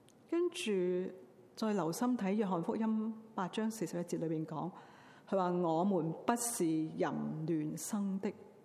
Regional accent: Tsz Wan Shan, Hong Kong; now in Vancouver, Canada; 如果住在香港呢，我住在慈云山，我从小在慈云山长大。

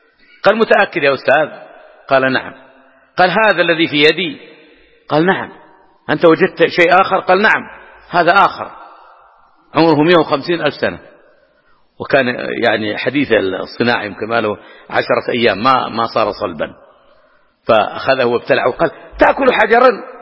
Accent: Hejaz, Saudi Arabia; أو يسمونه عندنا في الحجاز مضير أو نحو ذلك

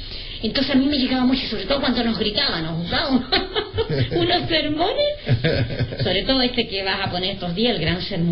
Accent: Chile; moved away; porque yo me vine de Chile y no conocía a nadie aquí

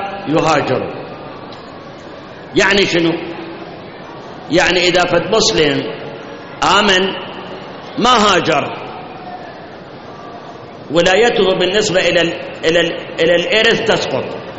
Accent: Iraq; هاي احنا عندنا بالعراق

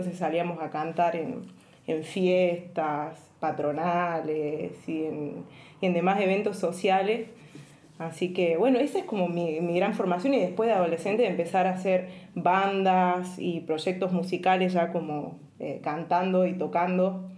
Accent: San Ramón de la Nueva Orán, Salta, Argentina; born there; yo nací en San Ramón de la Nueva Orán, en el interior de Salta, el interior del interior.

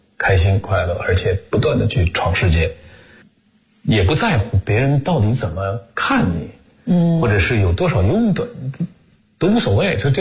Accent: Beijing, China; 正好我北京人啊

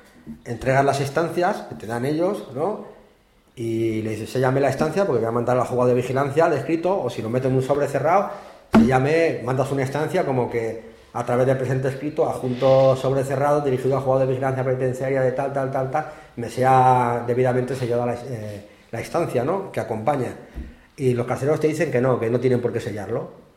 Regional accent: León, Castile and León, Spain; yo por ejemplo, que soy de León

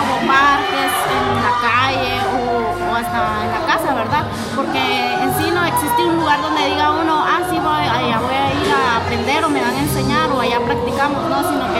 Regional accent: Guatemala City, Guatemala Department, Guatemala; soy de Ciudad Guatemala y bailo breaking. Mi acá es chiquita y tengo 23 años

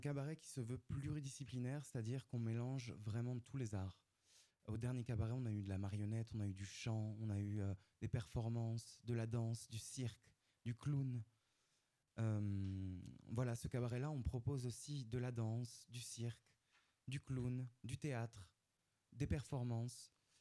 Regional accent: Occitanie, France; En Ariège, pourquoi pas. Moi, je viens d'Ariège.

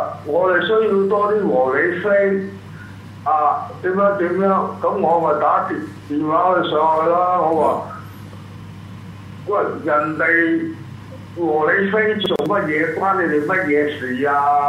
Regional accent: Hong Kong; 我哋香港人想靠美國佬咧

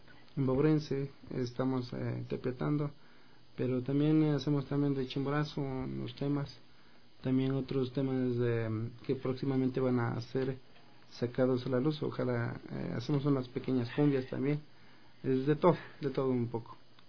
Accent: Ecuador; así como nosotros también tenemos esta raíz ancestral, que somos ecuatorianos primeramente

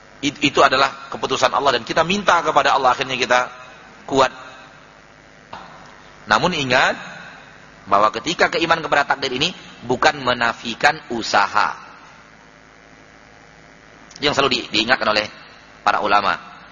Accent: Sumatra, Indonesia; Dalam bahasa kita orang Sumatera, yang dia panggakkan usahanya saja.

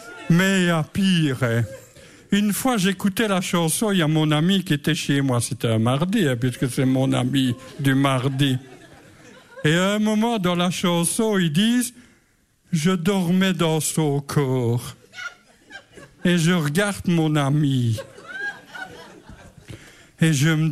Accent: Verviers, Wallonia, Belgium; moi, je suis de Bénezet, mais je suis originaire comme eux, de la région Verviers-Étoile.

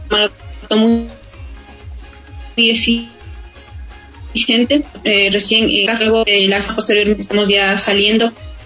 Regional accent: Ambato, Tungurahua, Ecuador; born there; now in Quito, Ecuador; yo nací en Ambato. En Pasa, mi madre nos trajo a la capital, por eso radicamos acá

